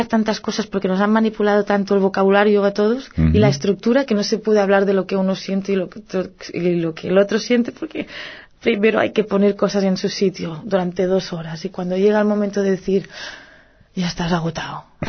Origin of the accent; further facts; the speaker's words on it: Catalonia, Spain; first language Catalan; Spanish is a second language; Por otra parte está el idioma. Es mi lengua materna, el catalán.